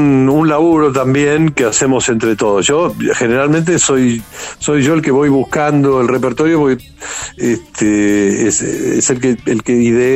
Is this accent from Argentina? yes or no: yes; Buenos Aires, Argentina; yo soy de Boedo, y, sí, y la sala de ensayo la tenemos aquí.